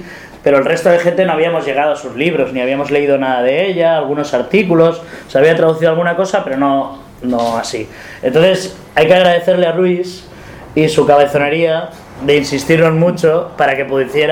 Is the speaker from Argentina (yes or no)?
no; Barcelona, Catalonia, Spain; yo soy de Barcelona